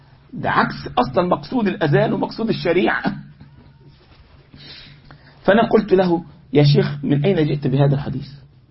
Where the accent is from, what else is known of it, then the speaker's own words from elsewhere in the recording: Egypt; يعني انا مرة من المرات عندنا في مصر كان في بعض الشيوخ عندنا في المسجد